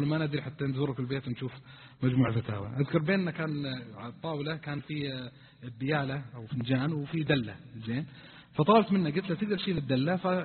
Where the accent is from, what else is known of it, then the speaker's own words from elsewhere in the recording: Eastern Province, Saudi Arabia; طبعا كانوا في الرياض وأنا جاي من الشرقية يعني أناقشهم وكذا، فقلت بيني وبينكم أنا جماعتي من الشرقية